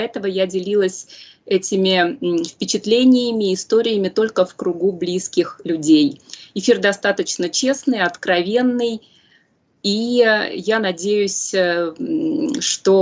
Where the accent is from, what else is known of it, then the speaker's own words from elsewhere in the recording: Saint Petersburg, Russia; born there; Мое исследование началось еще с молодости, с Петербурга, потом продолжилось, где я родилась